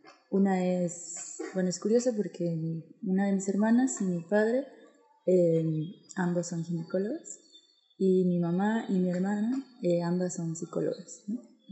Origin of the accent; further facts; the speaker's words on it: State of Mexico, Mexico; also born or lived in Chiapas; now in San Cristóbal de las Casas, Mexico; Pues soy de México, vengo de Chiapas. En realidad yo crecí en el Estado de México.